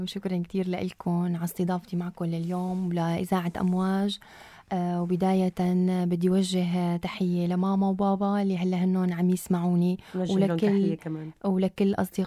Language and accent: Arabic; Tartus, Tartus Governorate, Syria; أنا بنت مدينة طرطوس مدينة البحر، مواليد 91، معلمة مدرسة